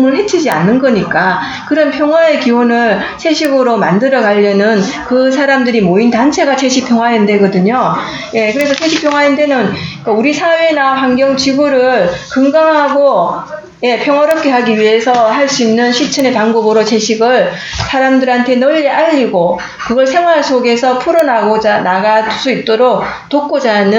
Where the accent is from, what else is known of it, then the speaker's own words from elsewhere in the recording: Ulsan, South Korea; accent: Gyeongsang; 저 울산이에요.